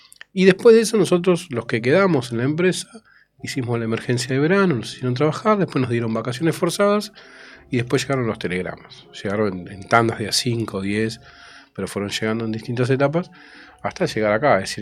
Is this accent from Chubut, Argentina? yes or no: no; Florencio Varela, Buenos Aires Province, Argentina; yo soy de Florencio Varela, claro.